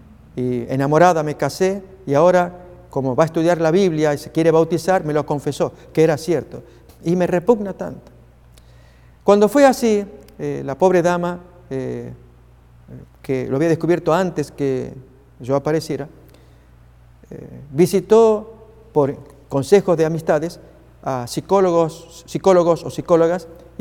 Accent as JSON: {"language": "Spanish", "country": "Argentina", "said": "Déjenme ilustrar este tema con una experiencia vivida en mi país, Argentina."}